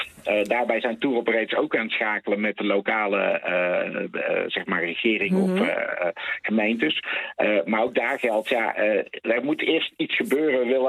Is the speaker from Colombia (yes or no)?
no; Netherlands; niet alleen wij als Nederlanders, maar de hele wereld.